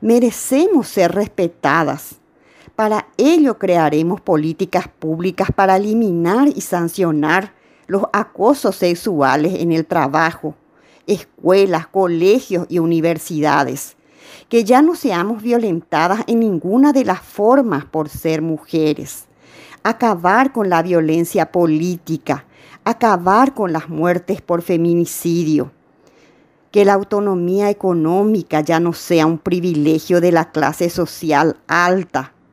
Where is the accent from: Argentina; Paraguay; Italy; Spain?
Paraguay; Alberdi, Ñeembucú; las mujeres humildes y del interior del Paraguay, como yo, que era de Alberdi, que soy de Alberdi